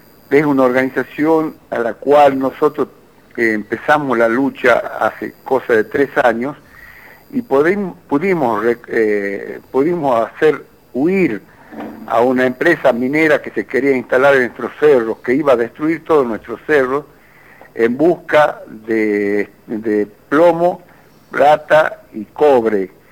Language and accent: Spanish; Metán, Salta, Argentina; Nosotros somos de Metán. Metán está al sur de Salta, para ubicarlo más o menos 140 kilómetros al sur de Salta, yendo en la ruta que va a Tucumán, en la ruta 34.